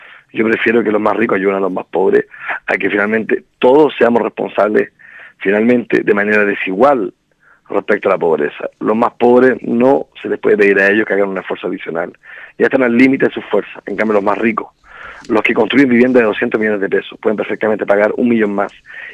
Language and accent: Spanish; Chile; Somos chilenos todos los que hemos nacido en territorio chileno